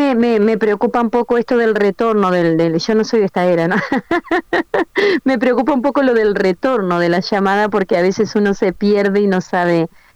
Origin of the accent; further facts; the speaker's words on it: Uruguay; yo fui vendedora como tantas uruguayas, calculo, de estos productos por catálogo de belleza